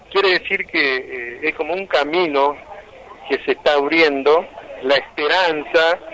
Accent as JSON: {"language": "Spanish", "region": "Chaco", "country": "Argentina", "tie": "born there", "said": "el pueblo que nacimos nosotros, que es la provincia del Chaco."}